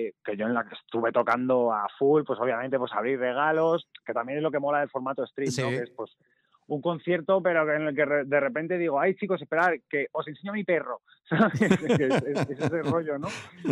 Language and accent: Spanish; Alcalá de Henares, Community of Madrid, Spain; y yo soy de Alcalá de Henares, sí